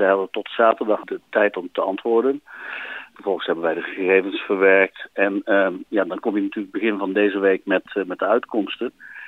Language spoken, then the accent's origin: Dutch; North Brabant, Netherlands; En ik kom zelf uit Brabant, dus ik zie dat het daar ook gebeurt.